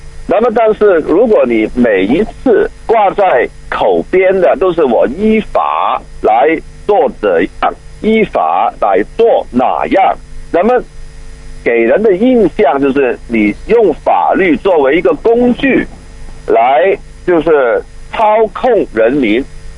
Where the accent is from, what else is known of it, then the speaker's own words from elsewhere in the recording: Hong Kong; 就着香港人我们这个特区里头啊对法治的理解